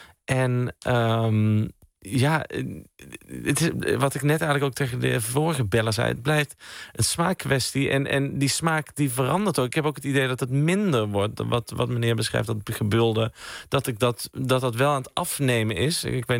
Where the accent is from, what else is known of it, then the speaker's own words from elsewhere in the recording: Sittard, Limburg, Netherlands; Ik kom zelf uit Sittard, uit Zuid-Limburg.